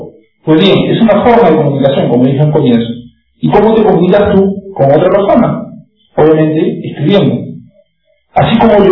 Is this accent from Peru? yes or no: yes; Trujillo, La Libertad, Peru; porque somos una comunidad peruana, obvio, la idea es promocionar los blogs peruanos. Y como somos también una comunidad trujillana